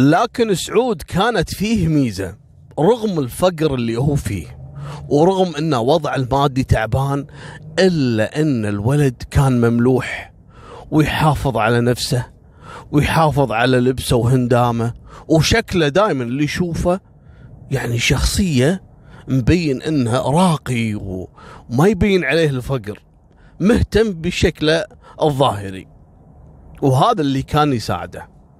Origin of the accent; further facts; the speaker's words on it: Kuwait; عندنا في الكويت،